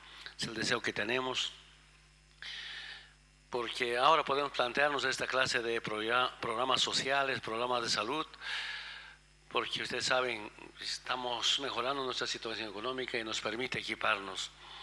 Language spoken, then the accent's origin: Spanish; Bolivia; mi pueblo de Bolivia, hemos avanzado en la salud